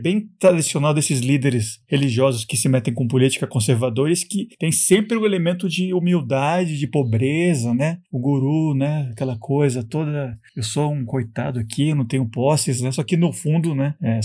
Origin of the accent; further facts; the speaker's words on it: Brazil; eu acho que como brasileiro, acho que é bem próximo da gente aqui, né?